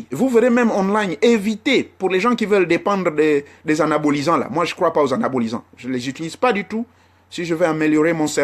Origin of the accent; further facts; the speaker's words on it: Gabon; now in Europe; c'est pas comme chez nous au Gabon.